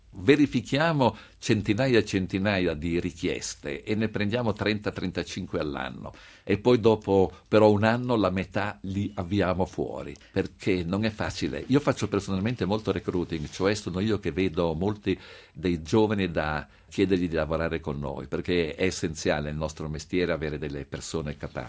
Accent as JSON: {"language": "Italian", "town": "Genoa", "region": "Liguria", "country": "Italy", "said": "non perché sono genovese"}